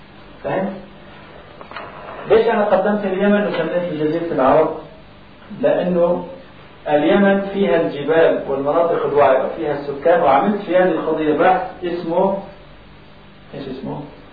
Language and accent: Arabic; Aleppo, Aleppo Governorate, Syria; born there; إحنا كانتماء لأمي أنا إيش بهمني إني أنا جاهد في حلب مسقط رأسي؟